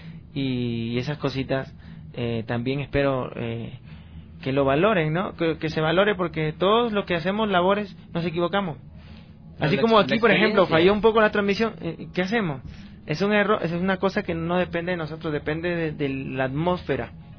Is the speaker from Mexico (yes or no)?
no; Peru; moved away; Y yo soy peruano, nací en Perú y he vivido prácticamente mi niñez, mi pubertad, mi adolescencia. Cociné también allá y ahora estoy viajando.